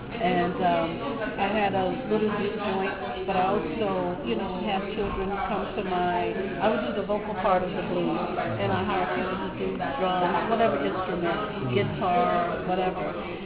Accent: the South, United States; because I'm like from the South, the old school.

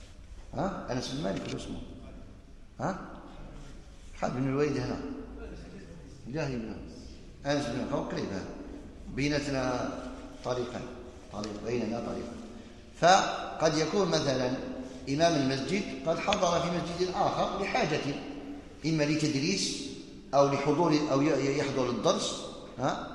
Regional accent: Algeria; يعني عندنا في الجزائر المساجد كثيرة

